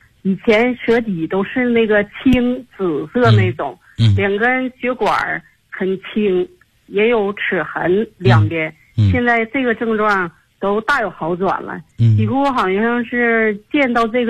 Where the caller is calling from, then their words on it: Tianjin, China; 我来自天津河西区。